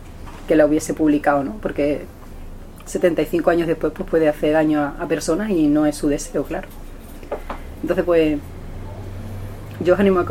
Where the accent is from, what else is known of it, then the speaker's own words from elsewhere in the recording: Fuentes de León, Extremadura, Spain; una majá en Zufre o en mi pueblo, que es Fuentes de León, es un lugar donde se guardan animales